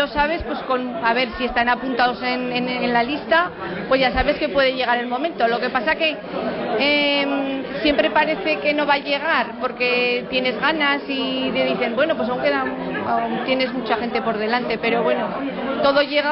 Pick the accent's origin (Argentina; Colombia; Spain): Spain; Tauste, Aragon; es un placer trabajar con la gente de Tauste. Y es que no siento más que orgullo por mi pueblo.